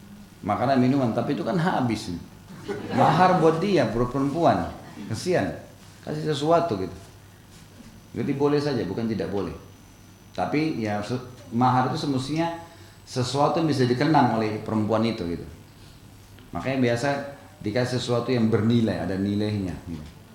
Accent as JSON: {"language": "Indonesian", "region": "South Sulawesi", "country": "Indonesia", "tie": "born there", "said": "Saya lahir di Sulawesi Selatan dan saya selalu ingatkan itu."}